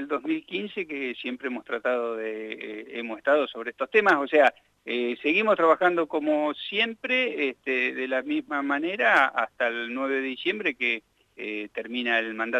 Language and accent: Spanish; Santa Rosa, La Pampa, Argentina; somos todos de Santa Rosa, relaciones de familia